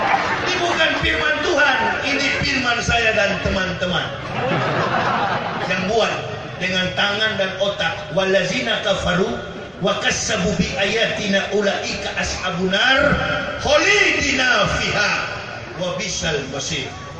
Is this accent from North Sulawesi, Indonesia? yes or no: yes; Manado, North Sulawesi, Indonesia; kampung halaman saya di Manado